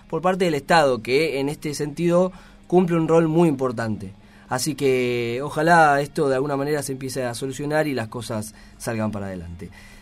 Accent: Quilmes, Buenos Aires Province, Argentina; yo, que soy de Quilmes

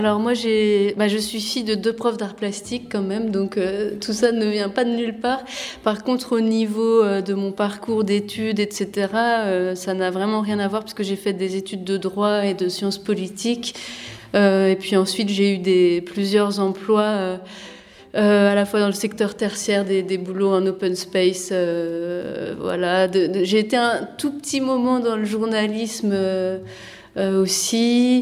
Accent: Nancy, Grand Est, France; born there; moi, je suis née à Nancy, c'est ma toute première exposition personnelle dans ma ville.

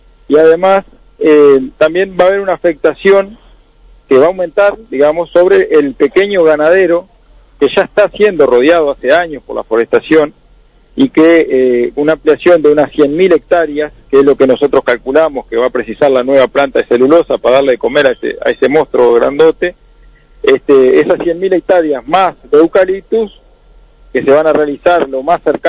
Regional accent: Curtina, Tacuarembó, Uruguay; Y acá la zona, tanto mi pueblo acá, la zona de Curtina

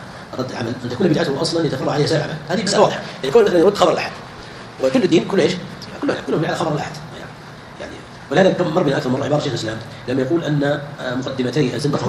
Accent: India; Arabic is a second language; احنا نعرف القران يوصل اللي طلعوا عندنا في الهند

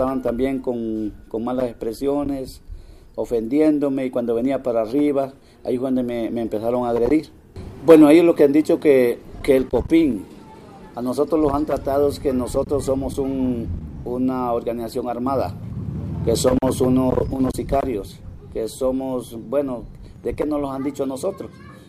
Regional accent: La Paz, Honduras; soy del Departamento de La Paz

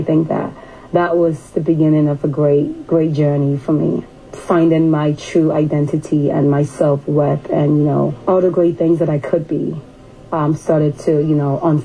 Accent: Ghana; with, you know, moving back, because I have Western influence. It's hard for Ghanaians to see me as Ghanaian as well. Since I've been back, I've not had not even one person called me a Ghanaian.

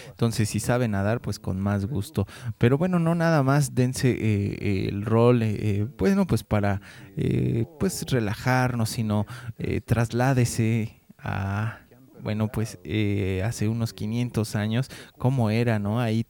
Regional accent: Mexico; todavía está este testimonio vivo de nuestra cultura, nuestra civilización como mexicanos.

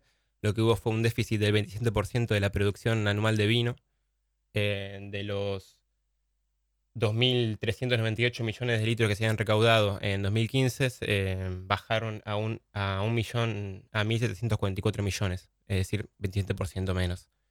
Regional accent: Tierra del Fuego, Argentina; born there; De Tierra del Fuego, ahí nací, sí.

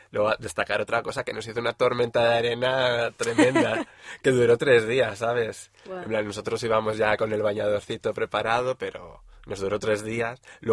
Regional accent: Spain; como buenos españoles que somos

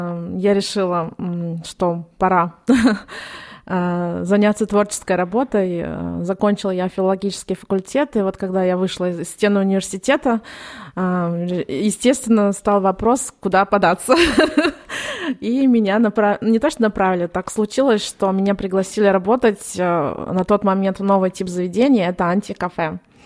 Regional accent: Palekh, Ivanovo Oblast, Russia; Да, я из Палиха.

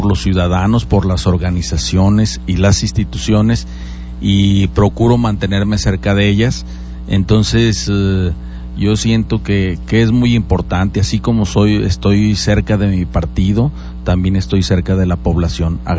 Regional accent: Aguascalientes, Mexico; todos somos mexicanos, todos somos aguascalentenses.

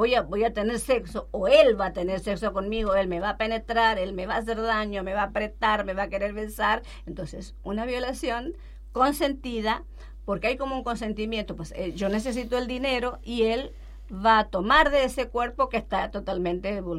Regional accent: Chaco, Argentina; también abarco un poco de mi infancia en el Chaco, mi infancia muy pobre

